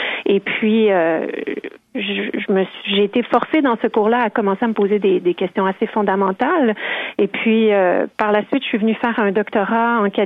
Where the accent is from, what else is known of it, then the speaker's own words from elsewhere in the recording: Quebec, Canada; Oui, oui, oui. J'ai grandi au Québec.